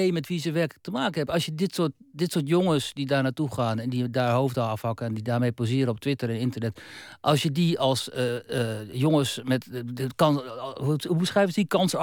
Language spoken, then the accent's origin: Dutch; Netherlands; Ik was in de jaren 90 bij de correspondent geworden in Moskou en ik kwam ook gewoon uit Nederland. Uit een soort van Nederland zoals nu.